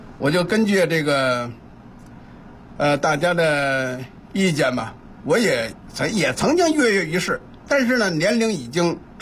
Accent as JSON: {"language": "Chinese", "town": "Wangquansi", "region": "Beijing", "country": "China", "tie": "born or raised there", "said": "这些村子呀，就是以我的家乡望泉寺为中心。"}